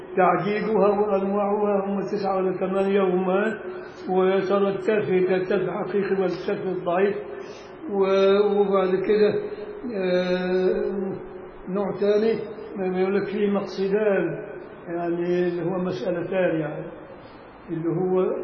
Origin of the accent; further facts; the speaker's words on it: Egypt; عارف والله المصري شعب ذكي، مش عشان أنا مصري.